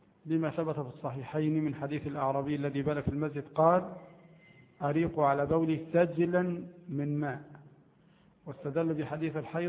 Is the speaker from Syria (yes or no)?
no; Egypt; عندنا في مصر مثلا نأكل بعض المطعومات